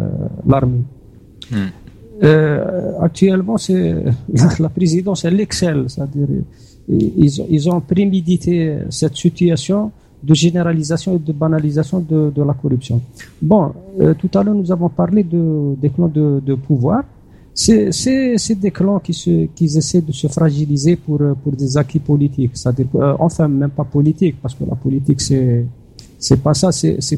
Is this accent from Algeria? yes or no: yes; Chlef, Chlef Province, Algeria; Moi, je suis de Chlef, j'habite à Chlef.